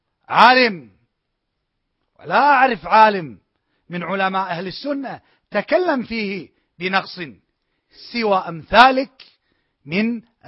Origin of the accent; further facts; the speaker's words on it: Kuwait; ولكن كما تقول العامة عندنا في الكويت